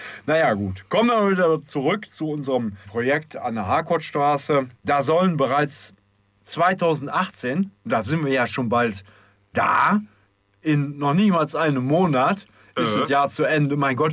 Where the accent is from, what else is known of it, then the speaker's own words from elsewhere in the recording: Düsseldorf, North Rhine-Westphalia, Germany; das hört man als Düsseldorfer gerne, Aufwertung des Mintrop-Platzes.